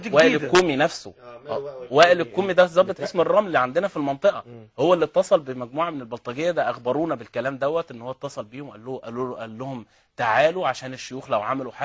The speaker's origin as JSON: {"language": "Arabic", "town": "Alexandria", "region": "Alexandria Governorate", "country": "Egypt", "said": "الفراعنة عندنا في اسكندرية"}